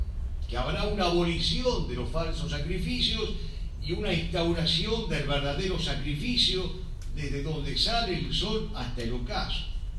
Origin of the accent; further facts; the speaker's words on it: Buenos Aires, Argentina; nosotros, los que somos oriundos de esta ciudad, no somos porteños, somos trinitarios, porque la ciudad se llama de la Santísima Trinidad